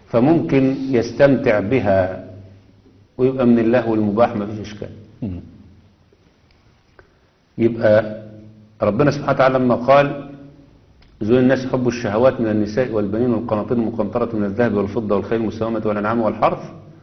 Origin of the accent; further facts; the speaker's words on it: Egypt; لا، أنا مصري، ولدت في أرض مصر